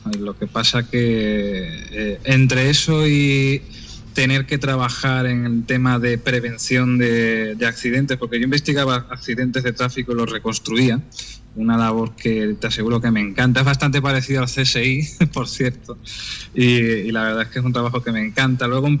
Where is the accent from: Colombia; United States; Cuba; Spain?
Spain; yo soy español